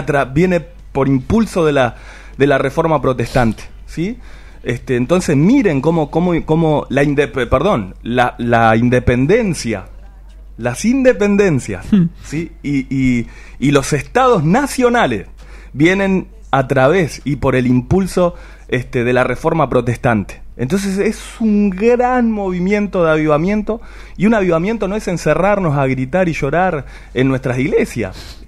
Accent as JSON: {"language": "Spanish", "town": "Quilmes", "region": "Buenos Aires Province", "country": "Argentina", "said": "no sé cómo será en otro lado, yo soy de Quilmes."}